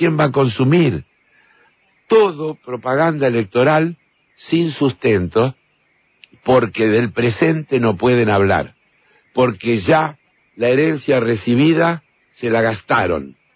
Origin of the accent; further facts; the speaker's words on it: Argentina; ¿cuántos somos los argentinos?